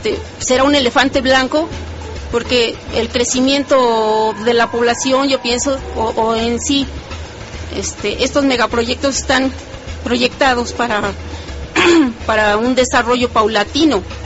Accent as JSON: {"language": "Spanish", "town": "Azcapotzalco", "region": "Mexico City", "country": "Mexico", "said": "nosotros aquí estamos, somos de Azcapotzalco."}